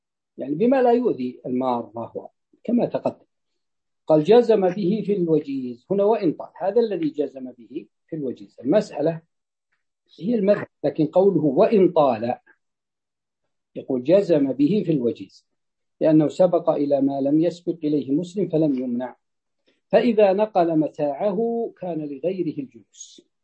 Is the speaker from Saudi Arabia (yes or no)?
yes; Najd, Saudi Arabia; تجد أن حتى عندنا في نجد عندما تفتح السدود تفتح فتأتي إلى المزارع الماء يمشي